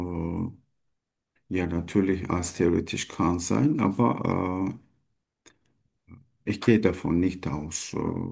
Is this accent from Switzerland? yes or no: no; Turkey; German is a second language; moved away as an adult; now in Germany; Ich komme aus der Türkei.